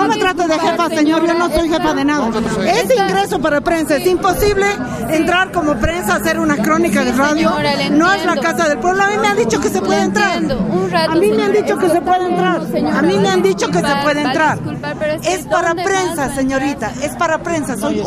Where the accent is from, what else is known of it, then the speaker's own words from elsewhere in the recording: Bolivia; Porque yo también soy boliviana y estoy haciendo mi trabajo.